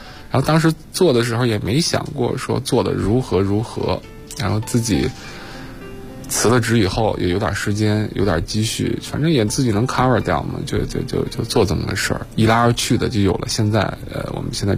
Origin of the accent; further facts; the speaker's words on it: Inner Mongolia, China; now in Beijing, China; 有一年我回家，因为我老家是内蒙嘛